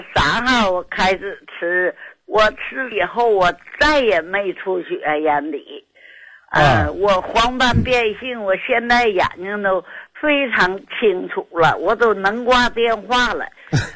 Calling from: Shenyang, Liaoning, China; 我是沈阳的。

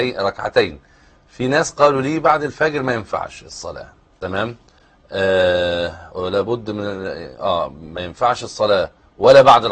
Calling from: Sudan; من السودان.

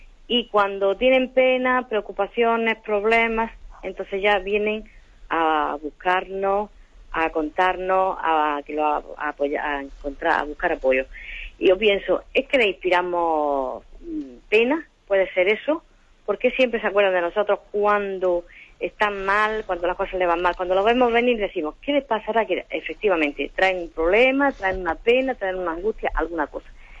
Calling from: Almería, Andalusia, Spain; llamo desde Almería.

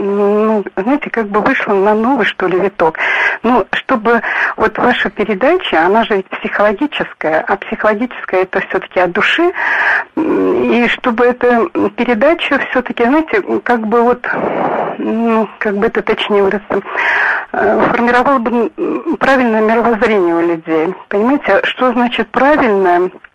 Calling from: Krasnodar Krai, Russia; Я с Кубани.

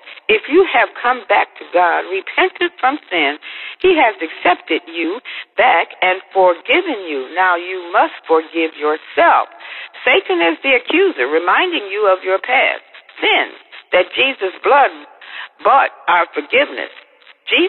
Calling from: Arkansas, United States; And I'm calling you from Arkansas.

